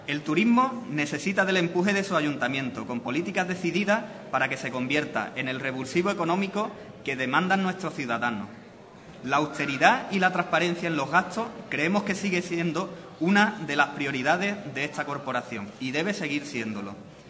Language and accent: Spanish; Ubrique, Andalusia, Spain; porque es lo mejor para mi pueblo, para Ubrique